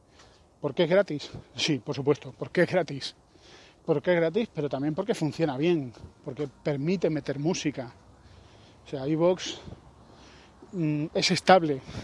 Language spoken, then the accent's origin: Spanish; Spain; Somos conspiracionistas. Y somos españoles.